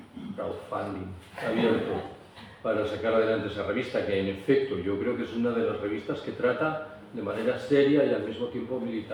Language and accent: Spanish; Galicia, Spain; Yo soy gallego. Desde que era un adolescente escuché que la gran tragedia de la vida económica gallega